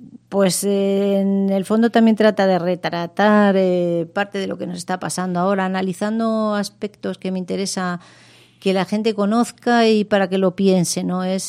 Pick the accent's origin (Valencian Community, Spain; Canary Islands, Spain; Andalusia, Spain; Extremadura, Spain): Extremadura, Spain; Fuente del Maestre; en Badajoz, que es mi tierra, estaremos el último jueves del mes, y el día siguiente, 29, estaré yo en mi pueblo, Fuente del Maestre